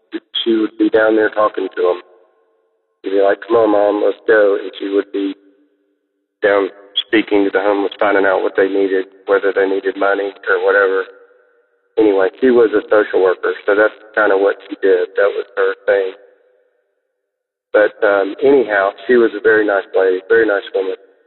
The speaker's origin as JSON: {"language": "English", "town": "Auburn", "region": "Georgia", "country": "United States", "tie": "born or raised there", "also_born_or_lived": "Florida", "said": "I was born in Florida. We moved to Georgia, and then I grew up around Auburn."}